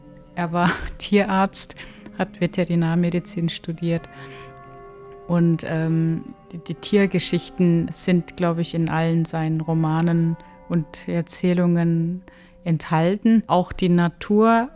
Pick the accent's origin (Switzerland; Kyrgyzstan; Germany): Kyrgyzstan; Wenn ich jemandem sage, ich komme aus Kirgisistan, viele kennen das Land nicht.